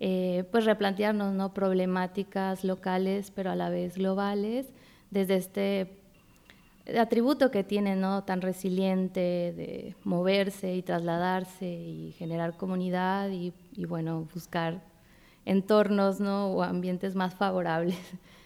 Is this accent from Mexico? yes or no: yes; Mexico; somos mexicanas, era como ese, así escuchar esa voz y decir, estamos acá, solas, migrantes.